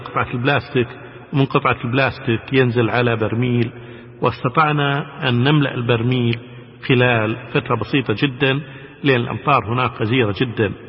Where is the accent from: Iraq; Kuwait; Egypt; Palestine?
Kuwait; انتم من وين؟ نقول لهم احنا من الكويت